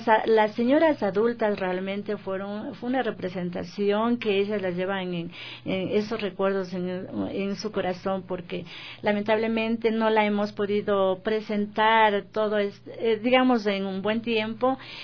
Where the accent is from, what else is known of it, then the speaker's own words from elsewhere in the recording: Quito, Pichincha, Ecuador; inclusive nosotros como serranos y aquí como quiteños y demás